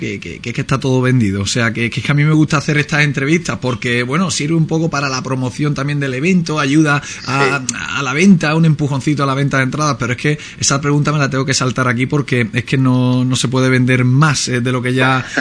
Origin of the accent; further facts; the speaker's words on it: Ubrique, Andalusia, Spain; Ubrique, ¿qué conoces de Ubrique? ¿Qué me puedes decir de mi pueblo?